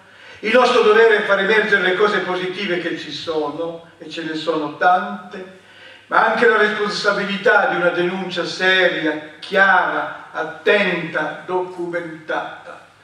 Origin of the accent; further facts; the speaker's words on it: Veneto, Italy; Io sono un veneto